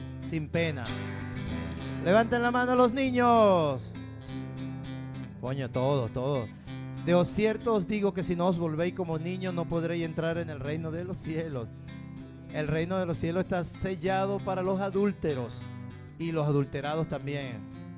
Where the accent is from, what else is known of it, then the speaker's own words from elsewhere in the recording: Caracas, Capital District, Venezuela; Soy de La Vega, 250 escalones por allá arriba, después el vendedor de chirri, ahí estoy al lado.